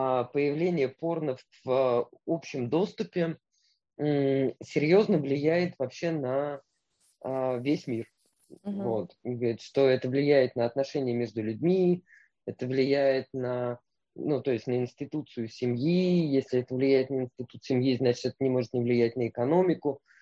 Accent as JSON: {"language": "Russian", "region": "Moscow", "country": "Russia", "tie": "born or raised there", "said": "То, что я там родилась, выросла в Москве"}